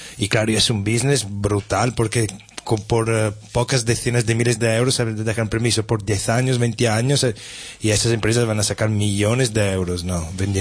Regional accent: Treviso, Veneto, Italy; Spanish is a second language; en mi ciudad, en Italia, no soy de Treviso, del norte, y ahí hay mucha agua

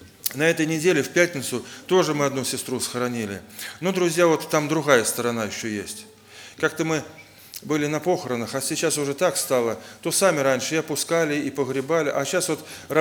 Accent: Oryol, Oryol Oblast, Russia; Также я из Орла, из Орловской церкви.

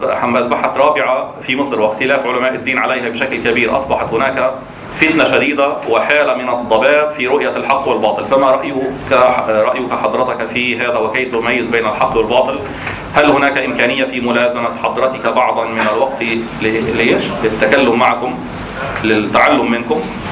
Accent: Jordan; الأردن فيها مظالم، أنا من الأردن

